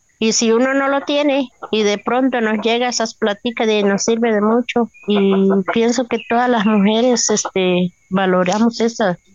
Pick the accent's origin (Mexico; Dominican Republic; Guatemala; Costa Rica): Costa Rica; Salitre, Puntarenas; Yo soy de Salitre, hago guacales, todo lo que sea en jícara